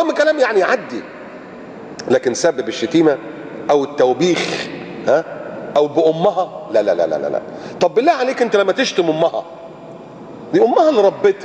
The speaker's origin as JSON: {"language": "Arabic", "town": "Alexandria", "region": "Alexandria Governorate", "country": "Egypt", "said": "يقول لك اللي ساكن في مثلا في اسكندريه، عندنا في اسكندريه اللي ساكن في محطه الرمل او المنشيه ده هاي كلاس"}